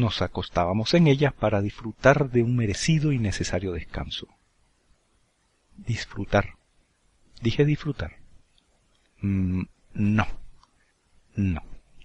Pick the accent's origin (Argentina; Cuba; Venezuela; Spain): Venezuela; Caracas, Capital District; Recordad que nací y me crié en Caracas, una ciudad situada a 1000 metros de altura y que goza de un clima templado muy agradable.